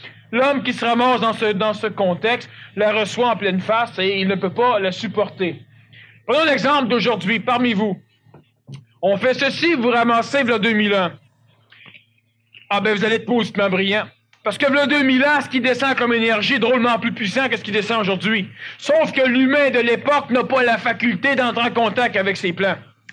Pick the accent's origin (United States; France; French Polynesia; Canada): Canada; Quebec; born there; je suis Québécois, je l'ai déjà dit, je le répète, je suis Québécois, je suis né au Québec